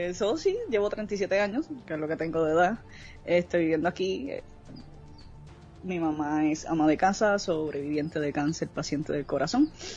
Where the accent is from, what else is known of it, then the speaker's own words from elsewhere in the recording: Puerto Rico; Soy de Puerto Rico, obviamente. Mi madre es de Estados Unidos, mi papá es de acá de Puerto Rico, he vivido toda mi vida aquí en Puerto Rico.